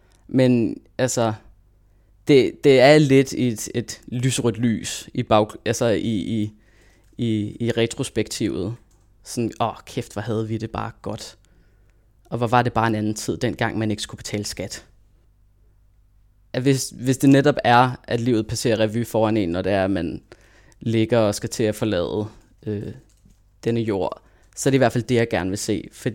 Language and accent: Danish; Copenhagen, Capital Region of Denmark, Denmark; now in Aarhus, Denmark; Fordi nu bor jeg i Aarhus. Jeg er født og opvokset i København, men nu bor jeg i Aarhus.